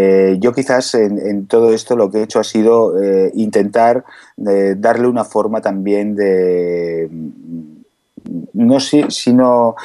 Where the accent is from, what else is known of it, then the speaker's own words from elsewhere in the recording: Ibiza, Balearic Islands, Spain; Nosotros somos de Ibiza, vivo en Ibiza